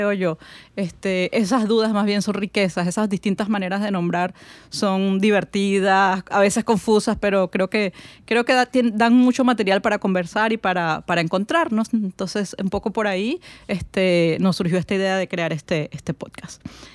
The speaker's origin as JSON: {"language": "Spanish", "country": "Venezuela", "also_born_or_lived": "Spain", "said": "mi experiencia como venezolana. Y creo que era mucho más fuerte porque, como venía de España y de unos cuantos años de vivir en España"}